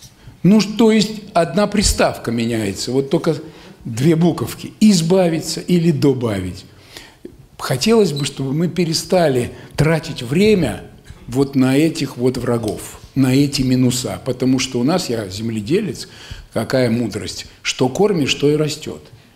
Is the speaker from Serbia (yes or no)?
no; Kostroma, Kostroma Oblast, Russia; ладно, я из Костромы-то, из Волги, а вон вообще с Урала.